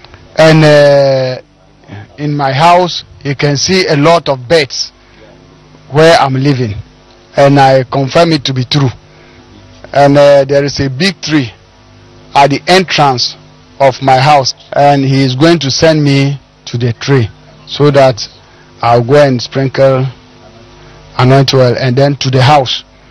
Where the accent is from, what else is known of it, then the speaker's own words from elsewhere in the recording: Ghana; I'm from Ghana, my hometown is in Togo.